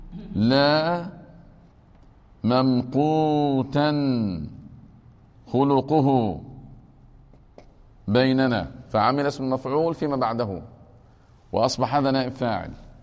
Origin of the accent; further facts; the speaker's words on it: Egypt; يعني عندنا في مصر الفصل الدراسي قد يتجاوز 50 طفلا في المرحلة الابتدائية